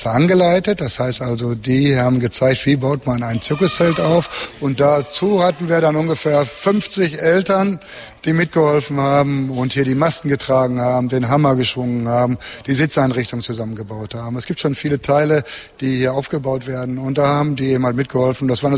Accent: Unna, North Rhine-Westphalia, Germany; Wir kommen aus Unna.

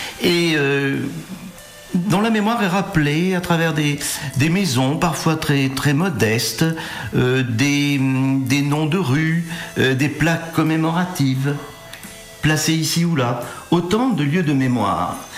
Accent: Nouvelle-Aquitaine, France; je suis originaire de la Creuse par ailleurs

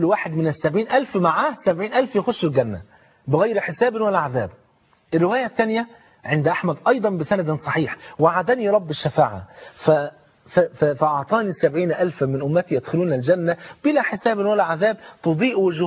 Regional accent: Egypt; عندنا في مصر في المترو بتاع حلوان بعد محطه

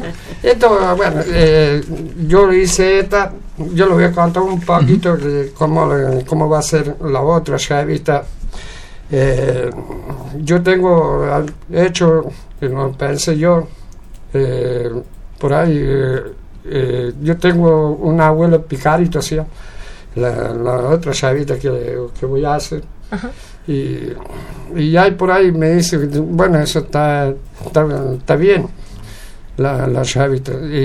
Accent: Buenos Aires, Argentina; no somos de acá, venimos de Buenos Aires, acá.

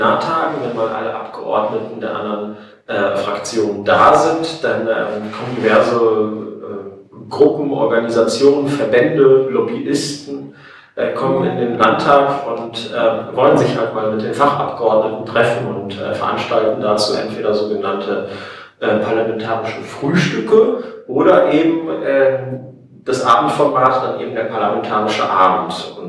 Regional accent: Neuss, North Rhine-Westphalia, Germany; Ich komme eigentlich aus Neuss und hatte heute zum ersten Mal das Vergnügen, hier nach Bochum kommen zu dürfen

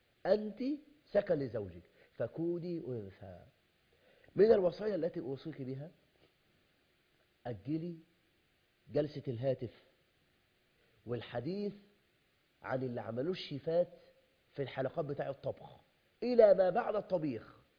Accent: Egypt; بل أنا ببشر حضرتك إن عندنا في مصر

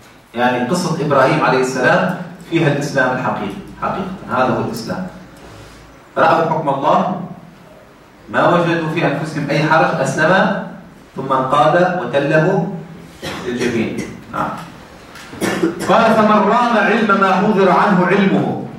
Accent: Tunisia; خاصة في بلدنا تونس

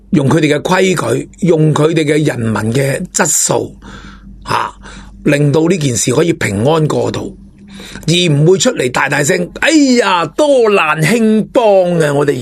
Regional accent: Hong Kong; 我希望我哋都能够做到一个高质素嘅香港人

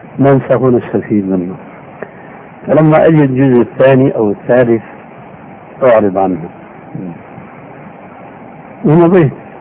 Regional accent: Syria; وكما يقولون عندنا في الشام بلا طول سيرة

